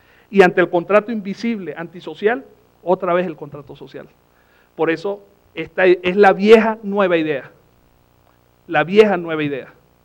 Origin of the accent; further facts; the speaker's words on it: Venezuela; todos los sectores en mi país entendieron la necesidad de una constitución como la que estábamos haciendo. De hecho, la constitución en Venezuela gana con un 80%